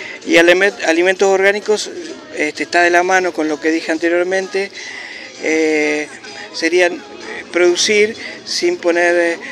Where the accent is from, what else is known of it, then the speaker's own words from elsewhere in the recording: Pellegrini, Buenos Aires Province, Argentina; moved away as an adult; now in Santa Rosa, Argentina; Soy de Pellegrini, hace 22 años que vine acá a Santa Rosa de la Pampa.